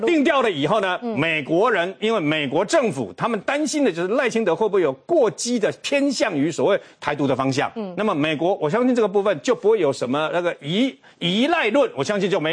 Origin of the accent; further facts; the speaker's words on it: Taiwan; 但是我们是台湾人，很简单